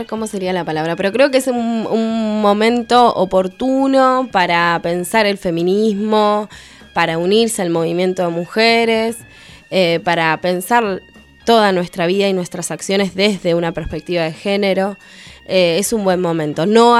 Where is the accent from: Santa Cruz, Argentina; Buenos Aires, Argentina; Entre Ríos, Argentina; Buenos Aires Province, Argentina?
Santa Cruz, Argentina; Puerto San Julián; mismo en San Julián, te digo, en mi pueblo allá chiquitito, lejos de todo